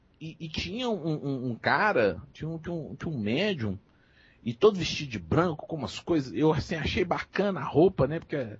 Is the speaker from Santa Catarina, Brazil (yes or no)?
no; Belo Horizonte, Minas Gerais, Brazil; Eu sou de Minas. Eu sou aqui de Belo Horizonte.